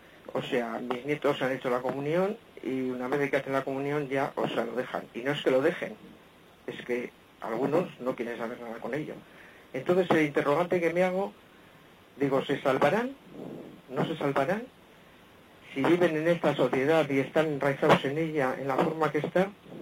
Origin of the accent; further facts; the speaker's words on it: Bilbao, Basque Country, Spain; soy de Bilbao.